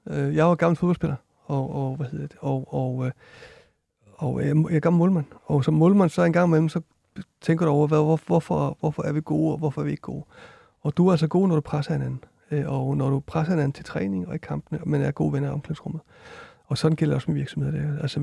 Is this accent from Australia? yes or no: no; Iceland; Danish is a second language; now in Denmark; jeg kommer fra Island også